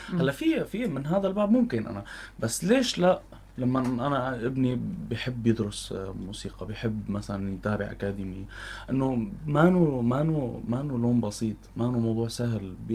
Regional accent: Homs, Homs Governorate, Syria; ما عم يصير دعم لموضوع التربيه الموسيقيه والكليه بشكل عام عندنا بحمص

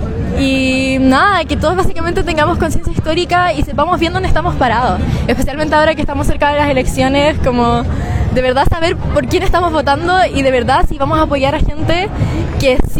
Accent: Ñuñoa, Santiago Metropolitan Region, Chile; También soy por acá de Ñuñoa, tengo 18 años.

